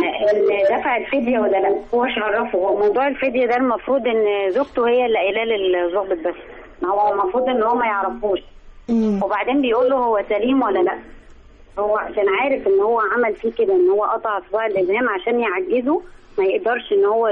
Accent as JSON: {"language": "Arabic", "town": "Alexandria", "region": "Alexandria Governorate", "country": "Egypt", "said": "من اسكندريه."}